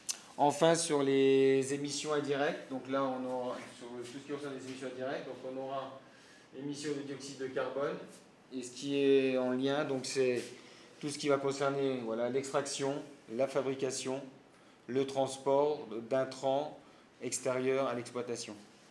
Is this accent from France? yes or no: yes; Normandy, France; chez nous en Normandie